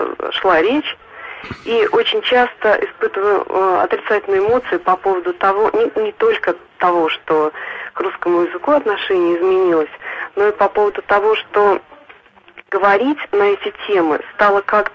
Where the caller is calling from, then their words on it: Nizhny Novgorod, Nizhny Novgorod Oblast, Russia; Я вам звоню из Нижнего Новгорода